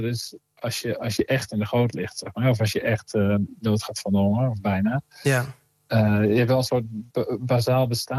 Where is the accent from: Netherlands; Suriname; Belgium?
Netherlands; Veenendaal, Utrecht; Ik groeide op met die muziek vooral van … Dat was een beroemdheid in Veenendaal, waar ik opgroeide.